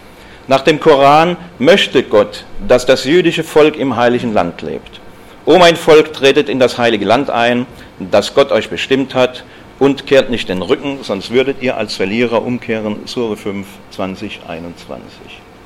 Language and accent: German; Stuttgart, Baden-Württemberg, Germany; Ich komme ja aus Stuttgart.